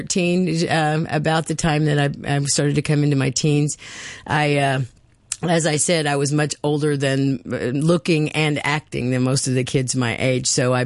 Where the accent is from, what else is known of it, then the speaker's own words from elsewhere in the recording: Mendenhall, Mississippi, United States; I was born in Mendenhall, Mississippi. Born actually in Jackson, but we lived in Mendenhall, which is about 26 miles southeast of Jackson.